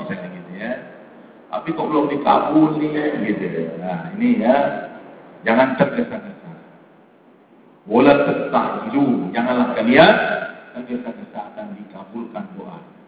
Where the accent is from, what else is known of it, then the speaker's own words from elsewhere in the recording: Jakarta, Indonesia; Nah, ini saya orang Betawi ini gampang banget gitu.